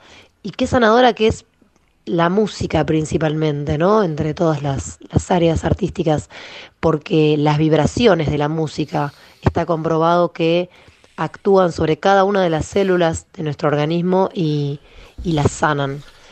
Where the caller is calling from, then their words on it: Florencio Varela, Buenos Aires Province, Argentina; de Florencio Varela.